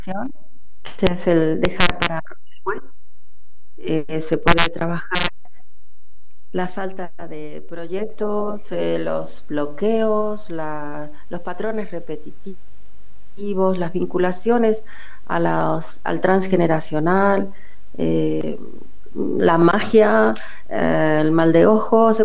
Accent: Córdoba, Argentina; moved away as an adult; now in Barcelona, Spain; nací en Córdoba, en Argentina. Me formé en Argentina. Y ya hace 30 años que vivo en Barcelona, pero en realidad toda mi formación como psicóloga ha sido en Argentina, en Buenos Aires y en Córdoba.

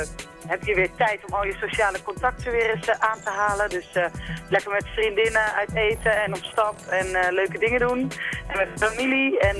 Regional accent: Schipluiden, South Holland, Netherlands; Ik kom zelf uit Schipluiden.

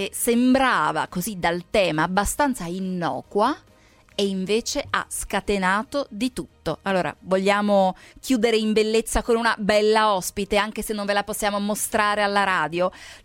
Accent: Lombardy, Italy; io purtroppo sono Brianzola.

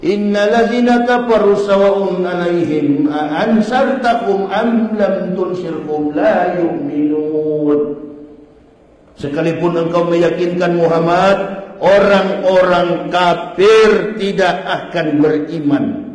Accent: Manado, North Sulawesi, Indonesia; Jadi susah, apalagi saya orang Manado.

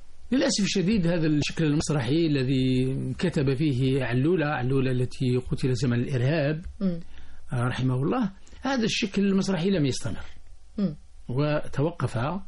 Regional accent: Algeria; نحن عندنا في الجزائر عادة في السوق الأسبوعي يذهب الناس فيجدون شخصا يسمى الجوال

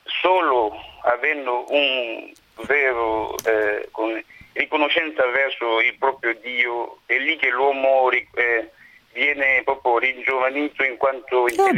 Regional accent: Kinshasa, DR Congo; Italian is a second language; Sì, sono del Congo, sì, di Kinshasa precisamente.

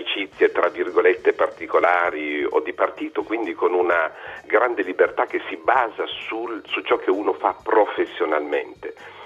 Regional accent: Turin, Piedmont, Italy; now in France; come lei sono italiano e in più vengo da Torino

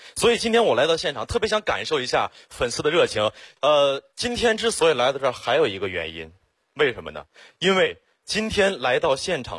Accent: Xiong'an, Hebei, China; 土生土长的雄安人，从小在那长大。

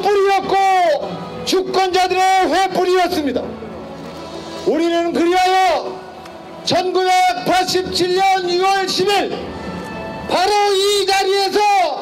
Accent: South Korea; born there; 저는 대한민국에서 태어난 것이 자랑스럽습니다.

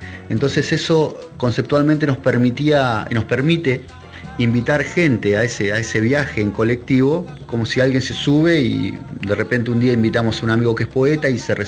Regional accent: Necochea, Buenos Aires Province, Argentina; soy de Necochea, provincia de Buenos Aires, acá de la costa.

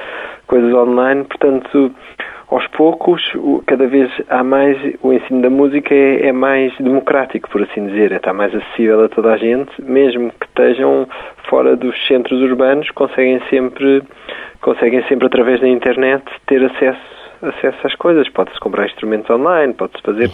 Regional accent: Portugal; Se nós vamos a um sítio e somos de Portugal

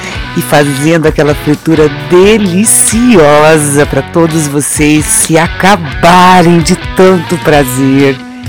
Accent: Maringá, Paraná, Brazil; Eu que sou de Maringá, no Paraná.

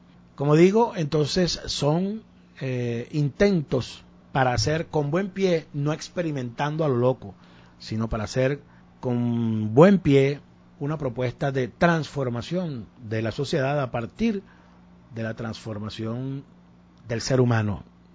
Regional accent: Venezuela; de la que nos complacemos nosotros muchísimo, por supuesto, como venezolanos

